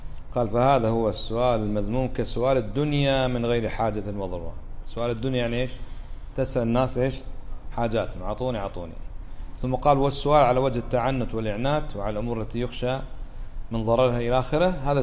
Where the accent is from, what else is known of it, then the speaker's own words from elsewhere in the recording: Kuwait; معروف ما دخلها مثل عندنا بالكويت البترول